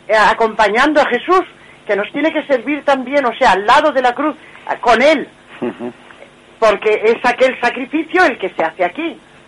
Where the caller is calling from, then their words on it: Madrid, Community of Madrid, Spain; de Madrid.